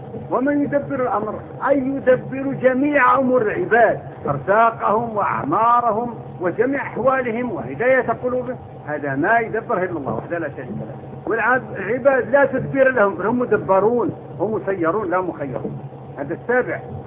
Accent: Morocco; born there; also born or lived in the East; أنا ولدت في المغرب لكن طول عمرنا في الشرق، ذهبت وأنا ابن 18 سنة

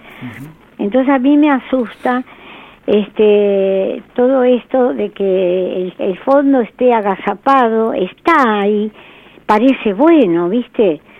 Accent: Argentina; Quiero que quiero como argentina aportar.

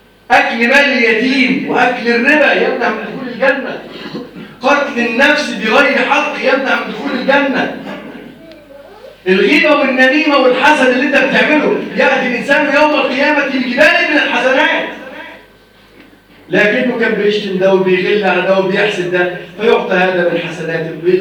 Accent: Egypt; اللهم احفظ بلدنا مصر وسائر بلاد المسلمين يا رب العالمين

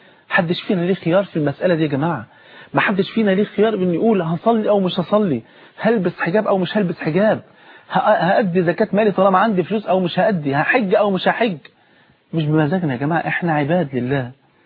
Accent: Egypt; عندنا في مصر هنا

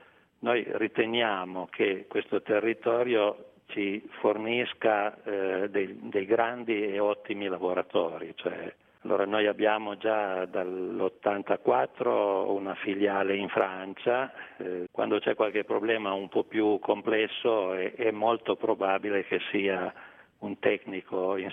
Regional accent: Piedmont, Italy; accent: Piedmontese; come temo si senta dall'accento, siamo piemontesi di origine.

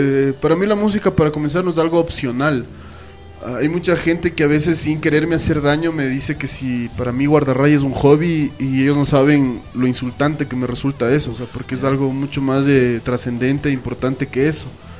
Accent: Ecuador; Lo triste para mí como ciudadano ecuatoriano es que todo el abanico infinito que representa la música se reduzca

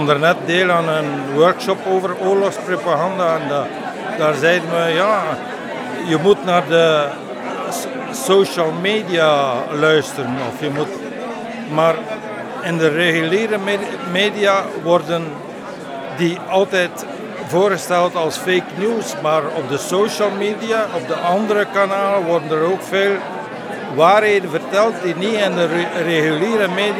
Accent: Flanders, Belgium; Dus ik kom uit West-Vlaanderen en ik ben van plan van die tentoonstelling te organiseren ergens in West-Vlaanderen

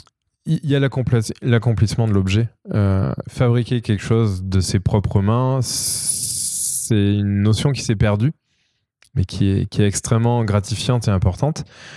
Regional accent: Pont-du-Château, Auvergne-Rhône-Alpes, France; born there; la ville dans laquelle je suis né, qui est Pont-du-Château à côté de Clermont-Ferrand. Alors voilà, moi je suis né à Pont-du-Château

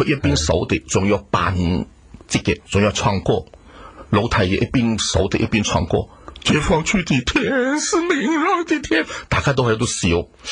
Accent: China; 但是最起码我是祖国大陆出生，红旗下生，红旗下长

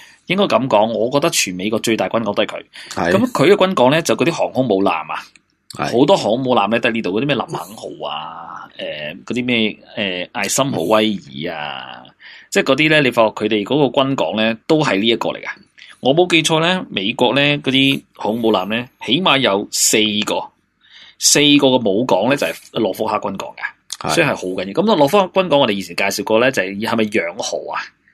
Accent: China; 咁啊，成个中南半岛啦，我哋中国人就叫中南半岛嘅

